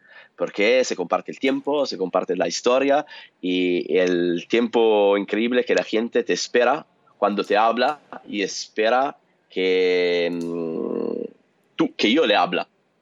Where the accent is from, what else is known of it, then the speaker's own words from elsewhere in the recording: Italy; Spanish is a second language; moved away as an adult; salí de Italia en el 2014 y recorrí todo el mundo por 1000 días, 44 países, 5 continentes. Y después de eso, cuando volví a Italia